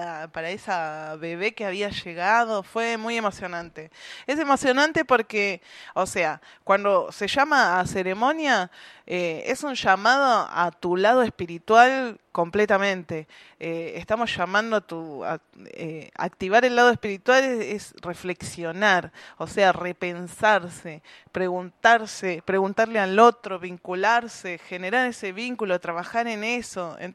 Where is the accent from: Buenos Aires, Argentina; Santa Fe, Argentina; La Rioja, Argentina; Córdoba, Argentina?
Buenos Aires, Argentina; Para mí fue importante porque yo soy nacida y criada en Capital Federal. Vengo acá hace 4 años.